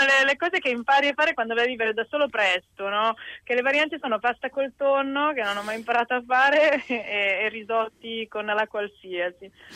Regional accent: Milan, Lombardy, Italy; accent: Milanese; sono talmente milanese che ho un accento fortissimo che a volte riesca di essere anche imbarazzante.

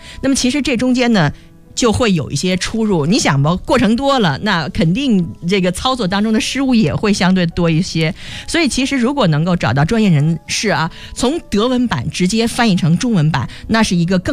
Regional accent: China; 就是我们中国人自己写的

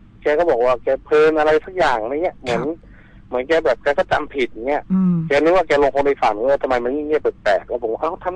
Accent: Chachoengsao, Thailand; ตอนนี้ผมอายุ35ปีครับผมเป็นคนฉะเชิงเทราโดยกำเนิดนะฮะ

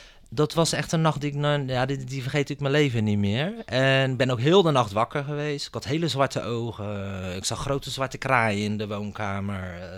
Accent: Rotterdam, South Holland, Netherlands; Ik ben modeontwerper uit Rotterdam.

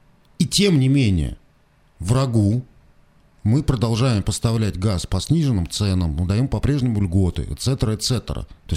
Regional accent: Russia; Я рядовой россиянин.

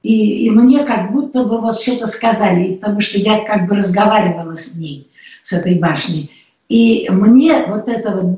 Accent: Saint Petersburg, Russia; Потому что сама я родилась в Ленинграде. Это город все знают, что он прекрасный. Да, я там родилась и выросла

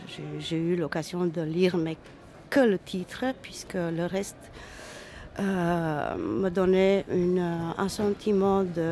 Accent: Romania; now in Belgium; que ce soit dans la société roumaine où je suis née, j'ai grandi, ou ici en Belgique

